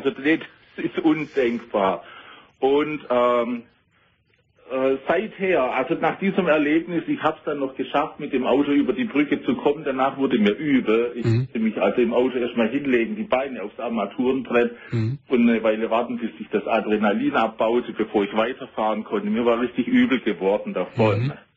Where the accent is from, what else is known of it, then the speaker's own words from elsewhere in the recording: Southern Germany, Germany; Ich fahre öfters mal nach Süddeutschland, da komme ich her, hörst du wahrscheinlich an meinem Dialekt.